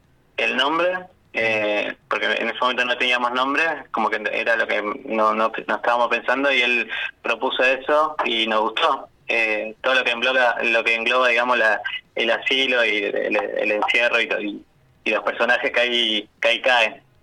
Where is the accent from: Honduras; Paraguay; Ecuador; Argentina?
Argentina; El Bolsón, Río Negro; Bueno, nosotros somos de Bolsón